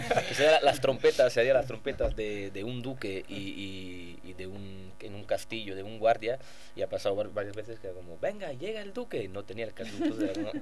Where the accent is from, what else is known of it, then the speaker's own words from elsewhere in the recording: Italy; Spanish is a second language; now in Madrid, Spain; entonces yo soy italiano y he estado...